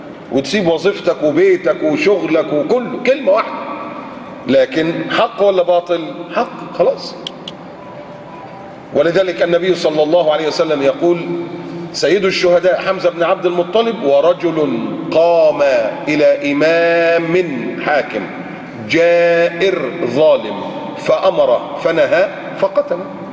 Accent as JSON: {"language": "Arabic", "country": "Egypt", "said": "مهما كان عندنا في مصر"}